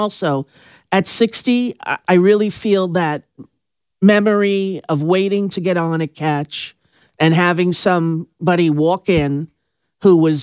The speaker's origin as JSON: {"language": "English", "region": "New York", "country": "United States", "tie": "born or raised there", "said": "growing up on Long Island, we used to get dressed up"}